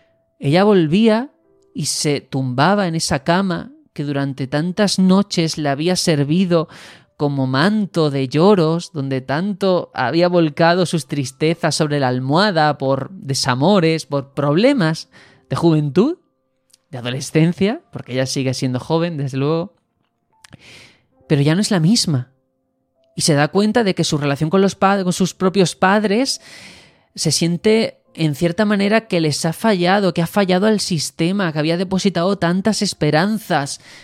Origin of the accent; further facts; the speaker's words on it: Algeciras, Andalusia, Spain; también soy del extrarradio, que soy de Algeciras, una ciudad que tiene sus cosas buenas, ¿vale? Pero es conocida, si la veis por la televisión, probablemente en el 90% de casos sea por el narcotráfico.